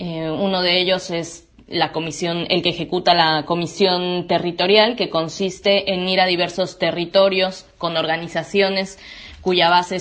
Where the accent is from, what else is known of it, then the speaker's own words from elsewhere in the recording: Mexico; moved away as an adult; now in Argentina; soy de México y vivo acá en Argentina desde marzo de 2016, hace 3 años y medio aproximadamente.